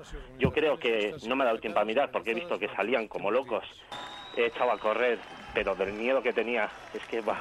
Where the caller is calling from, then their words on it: Bilbao, Basque Country, Spain; Soy un vecino de Recalde. Antes de todo, perdón, porque estoy nerviosísimo.